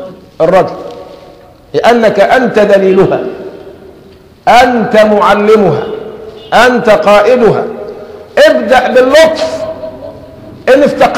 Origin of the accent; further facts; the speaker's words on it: Egypt; لكن احنا كمصريين بناخذها فترة ترحيب